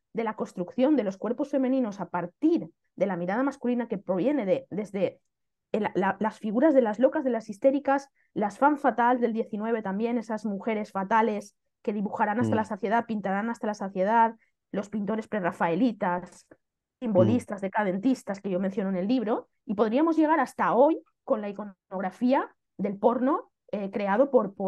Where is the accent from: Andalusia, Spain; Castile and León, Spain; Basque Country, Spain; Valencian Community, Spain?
Valencian Community, Spain; Xàtiva; first language Valencian; pues Xàtiva, mi ciudad, efectivamente yo soy de Xàtiva y me apetecía mucho ubicar la trama de mi historia en mi ciudad